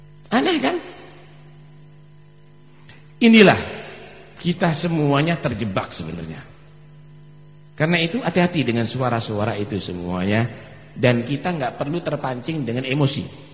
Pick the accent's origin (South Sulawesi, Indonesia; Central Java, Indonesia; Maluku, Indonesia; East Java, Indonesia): East Java, Indonesia; Pasuruan; Kita ini orang Pasuruan